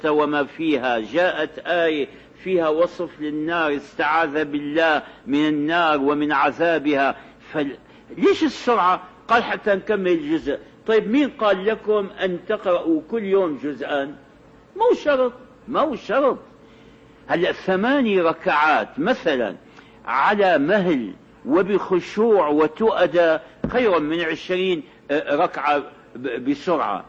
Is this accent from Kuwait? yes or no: no; Syria; التراويح هذه كانت عندنا في الشام في أول أمر